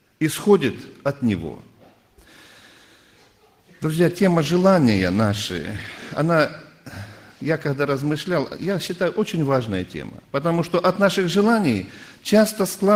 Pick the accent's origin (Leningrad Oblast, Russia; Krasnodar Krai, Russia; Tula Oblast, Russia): Krasnodar Krai, Russia; Belorechensk; я тоже из Белореченска … пресвитер церкви.